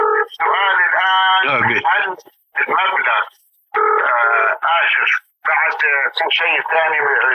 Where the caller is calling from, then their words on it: Saudi Arabia; أنا أكلمك من السعودية، عندي سؤال.